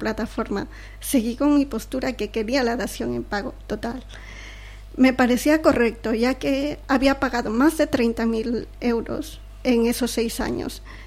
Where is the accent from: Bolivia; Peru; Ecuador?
Ecuador; ecuatoriana.